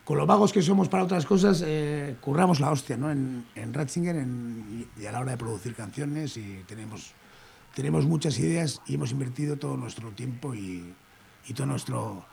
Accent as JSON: {"language": "Spanish", "town": "Bilbao", "region": "Basque Country", "country": "Spain", "said": "nosotros somos de Bilbo y pues, los que tienen nuestra edad siendo de Bilbo han tenido que currárselo mucho."}